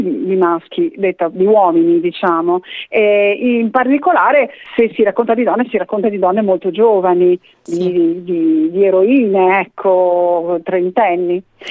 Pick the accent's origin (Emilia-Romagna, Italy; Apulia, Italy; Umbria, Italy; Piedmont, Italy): Emilia-Romagna, Italy; Bologna; è nata a Bologna, noi siamo bolognesi, amiamo questa città